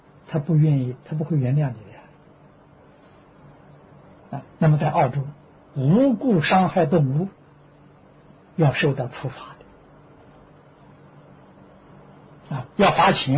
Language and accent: Chinese; China; 那看我们中国人特别是南方人什么都吃